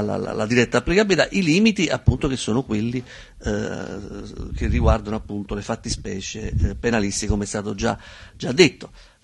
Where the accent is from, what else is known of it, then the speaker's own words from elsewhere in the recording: Naples, Campania, Italy; io vengo da Napoli